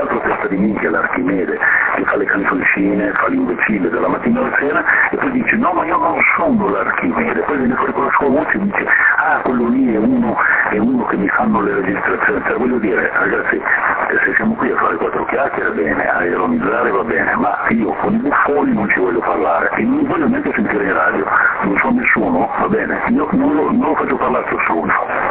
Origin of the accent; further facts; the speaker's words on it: Veneto, Italy; sia io che il Fiore siamo terroni del nord, siamo veneti.